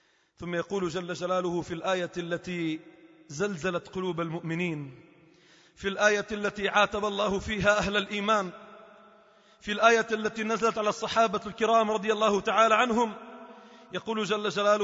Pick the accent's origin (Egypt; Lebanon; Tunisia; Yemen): Lebanon; إذا ابتلاءات مصبوبة على الأمة عموما وعلى بلدنا لبنان خصوصا